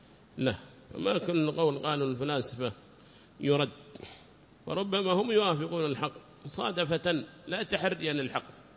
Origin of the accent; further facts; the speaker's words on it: Yemen; هذا كان يقرر عندنا في بلادنا اليمن، بلاد الإيمان والإيمان